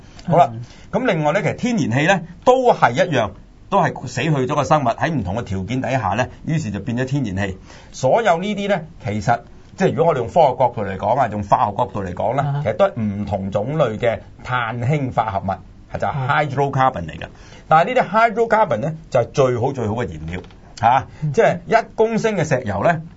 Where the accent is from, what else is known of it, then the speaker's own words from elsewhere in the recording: China; 就係我哋中國人嚟嘅